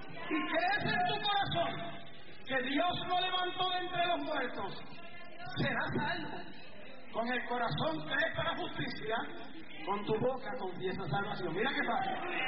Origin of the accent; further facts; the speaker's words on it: Puerto Rico; Yo soy puertorriqueño, ciudadano americano desde el nacimiento, pero soy latino.